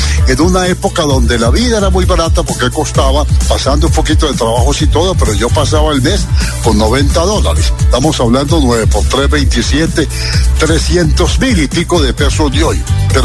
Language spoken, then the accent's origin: Spanish; Andalusia, Spain; moved away as an adult; now in Medellín, Colombia; Cuando yo vengo de un pueblo de Sevilla donde no hay fútbol profesional a vivir a Medellín